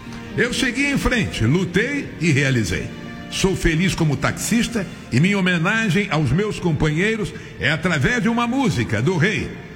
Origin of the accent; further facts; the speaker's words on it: Rio de Janeiro, Brazil; born there; moradora do Rio Comprido, bairro onde eu nasci.